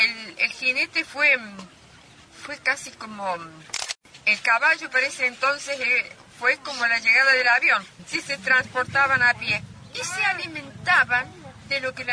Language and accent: Spanish; Tilquicho, San Luis, Argentina; Cuando llegó el ferrocarril, ahí nací yo en Tilquicho, en ese valle. La calle me separaba del tren.